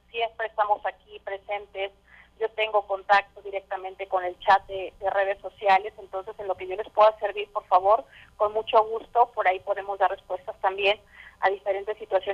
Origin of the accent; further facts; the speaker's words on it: Mexico; somos amigos, somos mexicanos y nos queda apoyar para salir adelante.